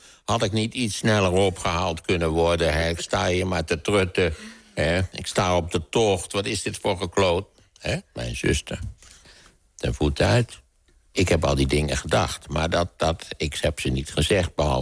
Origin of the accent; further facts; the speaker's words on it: Netherlands; born there; Ten eerste ben ik in Nederland geboren, weliswaar midden in de Tweede Wereldoorlog.